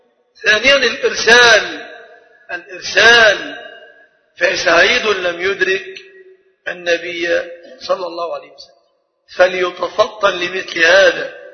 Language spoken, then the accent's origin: Arabic; Egypt; فالحمد لله أننا كمصريين